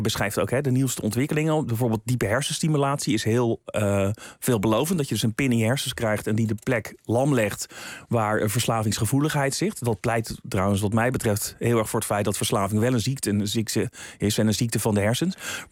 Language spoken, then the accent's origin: Dutch; Netherlands; die ik me als Nederlander niet zo heel goed kan voorstellen.